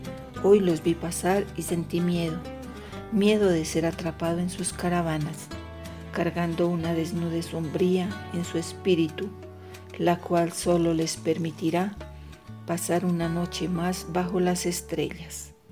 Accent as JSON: {"language": "Spanish", "town": "La Calera", "region": "Cundinamarca", "country": "Colombia", "said": "soy de La Calera y hoy quiero compartirles versos desde el encierro"}